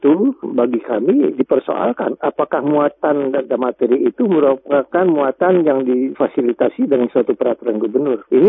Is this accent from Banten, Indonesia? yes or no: yes; Banten, Indonesia; Saya kebetulan 7 tahun di Banten, ya, bertugas di pengadilan negeri, di pengadilan Banten. Saya tahu masyarakat Banten, dan saya sendiri orang Banten